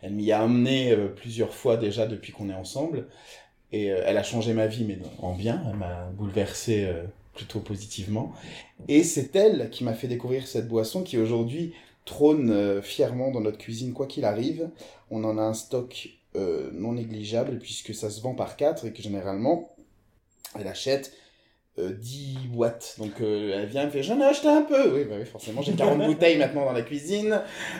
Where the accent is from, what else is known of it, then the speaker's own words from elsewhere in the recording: Portugal; C'est ça, portugaise, c'est important de le dire quand même, parce que je suis portugais.